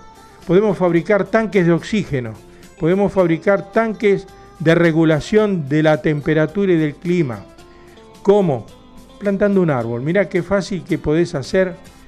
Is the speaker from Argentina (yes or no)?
yes; Argentina; estamos hablando de Argentina, porque somos argentinos, vivimos acá